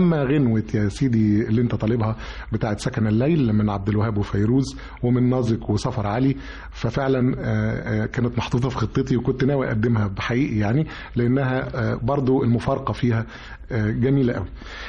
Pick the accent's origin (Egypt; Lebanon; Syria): Egypt; انا مصري زيك وبحب بلدي جدا ومنتملها جدا